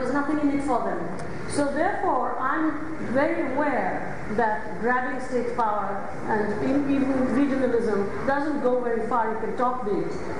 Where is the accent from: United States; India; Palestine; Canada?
India; And I come back to the Indian example, not because I'm Indian, because to an extent, you know, I don't live there. I mean, I'm constantly there, but it's because of the language thing, I have some involvement.